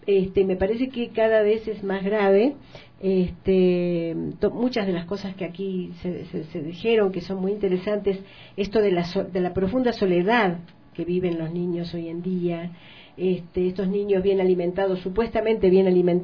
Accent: Argentina; pertenezco a una generación violentada, ¿no es cierto? Hemos sido torturados, en mi país ha habido campos de concentración

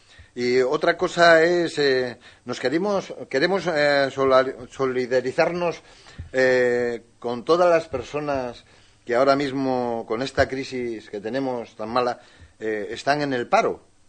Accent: Cantabria, Spain; si nosotros procuraremos de ayudarnos como vecinos, uh-huh, y como cántabros que somos.

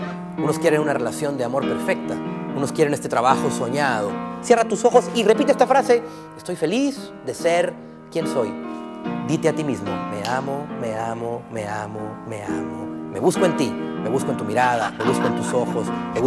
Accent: Mexico; soy mexicano y mi país está en mi sangre.

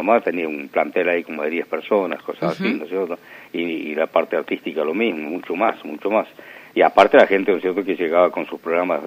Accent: Argentina; y yo soy argentino

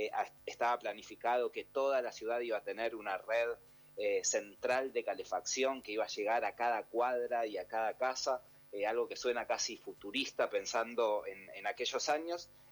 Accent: Viedma, Río Negro, Argentina; now in Buenos Aires, Argentina; yo, como decía, soy de Viedma, vivo desde hace mucho tiempo en Buenos Aires

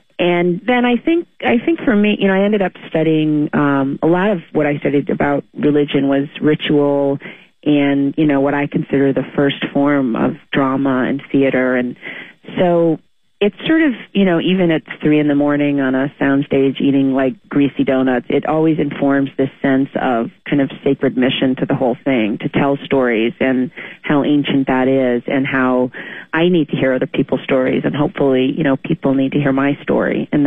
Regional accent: Glastonbury, Connecticut, United States; there's a wonderful woman named Chris Galata, who is in my hometown in Glastonbury, Connecticut, and she still is.

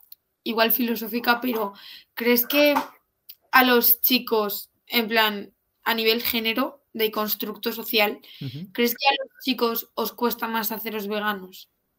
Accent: Valencian Community, Spain; yo soy de una zona de Valencia, del interior, donde, vamos, mi tierra le dicen la tierra del vino y del embutido.

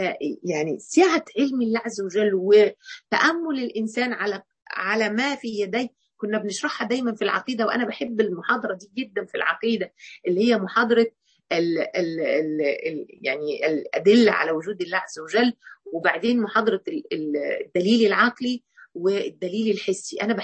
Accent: Mansoura, Dakahlia, Egypt; يعني احنا عندنا هنا في المنصوره النيل يعني، لكن الحقيقه انا كان ليا تعلق في طفولتي باسكندريه

